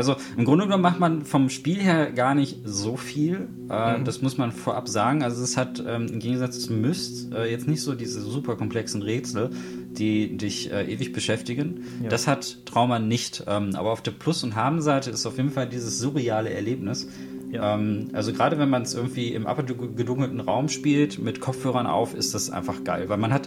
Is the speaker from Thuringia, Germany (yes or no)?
no; North Rhine-Westphalia, Germany; Also ich komme ja selber aus dem Pott und Köln ist nicht ganz weit von mir